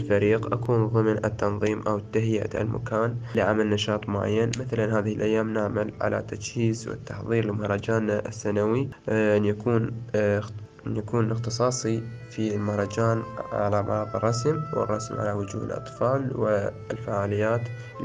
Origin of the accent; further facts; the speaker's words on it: Iraq; رسام تشكيلي من العراق وطالب هندسة مدني من مواليد 2000